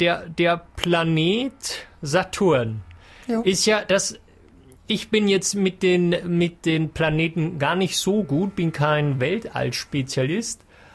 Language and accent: German; Germany; Es ist jemand, der kommt noch von viel, viel weiter weg, als es Deutschland meine Heimat ist.